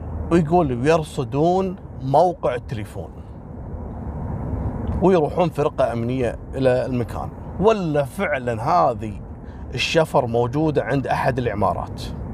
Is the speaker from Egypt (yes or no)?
no; Kuwait; كانت قصته مشهورة جدا عندنا في الكويت على جواز سفر كان مفقود